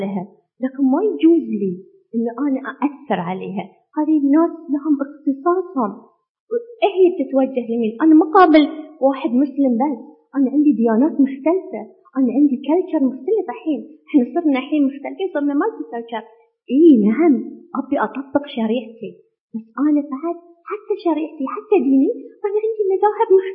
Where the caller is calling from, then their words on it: Bahrain; إحنا في البحرين ما عندنا قانون حق الإجهاض